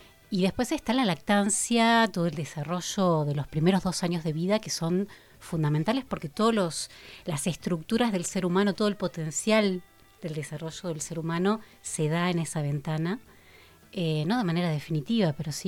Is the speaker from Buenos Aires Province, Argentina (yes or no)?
no; Rosario, Santa Fe, Argentina; Sí, me formé en Rosario, que es mi ciudad natal, hablando de nacimientos.